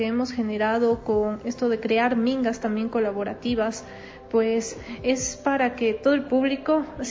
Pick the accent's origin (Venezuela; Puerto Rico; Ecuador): Ecuador; Quito, Pichincha; que es de cierta manera responsabilidad de cada uno de nosotros como quiteños, como ciudadanos